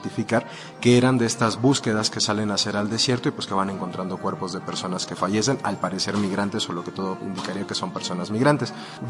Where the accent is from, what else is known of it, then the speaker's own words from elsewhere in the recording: Mexico; nosotros no estamos pidiendo nada que conforme a derecho como mexicanas y mexicanos no tengamos